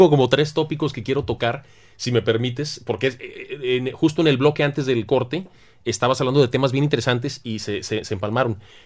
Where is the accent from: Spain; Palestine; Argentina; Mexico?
Mexico; Tampico, Tamaulipas; Yo vengo de Tampico, conozco muy bien la historia del petróleo